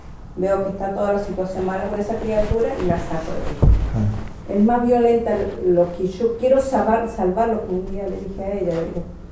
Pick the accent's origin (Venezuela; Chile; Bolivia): Chile; yo soy chilena, soy del sur donde termina el mapa.